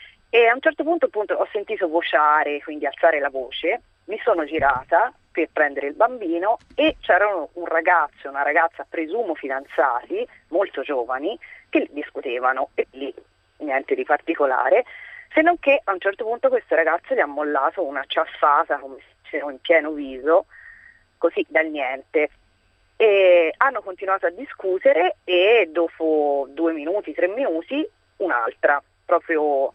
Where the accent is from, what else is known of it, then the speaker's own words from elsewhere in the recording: Tuscany, Italy; Ero al mare in Versilia, io sono toscana